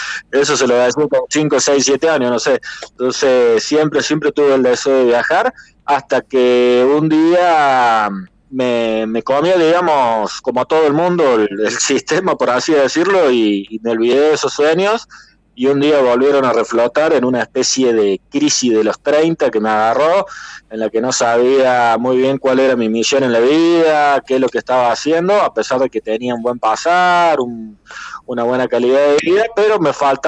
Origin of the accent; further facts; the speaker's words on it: Mendiolaza, Córdoba, Argentina; now in Valle Hermoso, Argentina; Yo soy de Mendiolaza, de las Sierras Chicas.